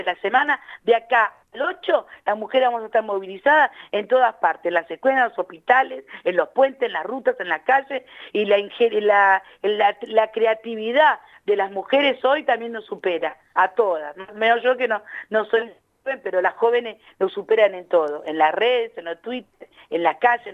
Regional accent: La Matanza, Buenos Aires Province, Argentina; yo que soy del oeste, soy de La Matanza

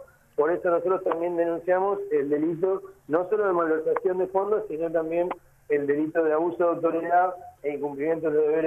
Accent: Buenos Aires Province, Argentina; Y ahí somos todos los argentinos, en este caso los ciudadanos de la provincia de Buenos Aires.

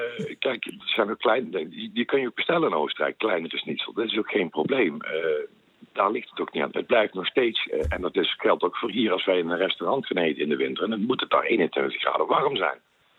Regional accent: Netherlands; Wij als Nederlander ondervinden dat ook altijd als we daar op vakantie zijn.

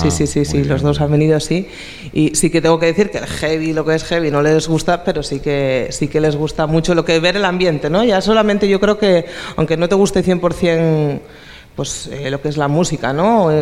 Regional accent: Barcelona, Catalonia, Spain; yo nací en Barcelona y viví allí.

